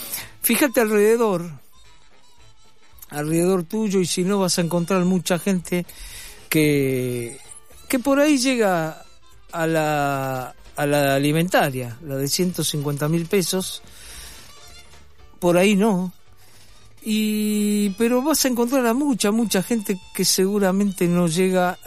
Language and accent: Spanish; Argentina; así somos los argentinos, ¿no?